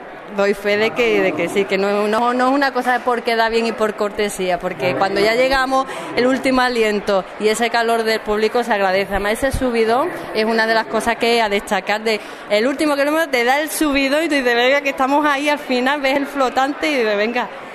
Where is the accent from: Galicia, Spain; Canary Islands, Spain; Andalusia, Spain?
Andalusia, Spain; Puerto Real; Ay, que yo soy de Puerto Real, una hora y pico de viaje, niño, historia.